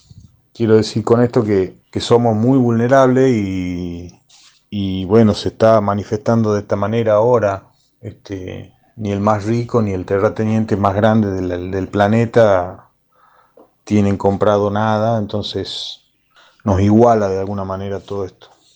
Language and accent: Spanish; Tucumán, Argentina; now in Buenos Aires, Argentina; Soy un músico tucumano, radicado en Buenos Aires.